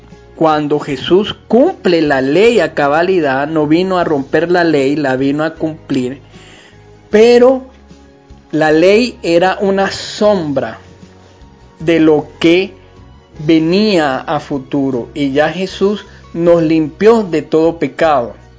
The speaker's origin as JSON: {"language": "Spanish", "country": "Venezuela", "said": "no somos judíos de nacimiento, somos venezolanos con ascendencia española, haitiana, en fin, de República Dominicana, de Estados Unidos, del Caribe, de África, indígena."}